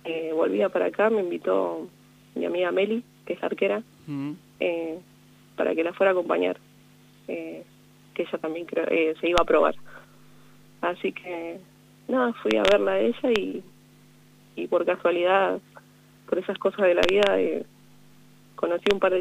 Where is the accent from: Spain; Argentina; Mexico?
Argentina; La Maruja, La Pampa; also born or lived in Córdoba; Soy de La Maruja.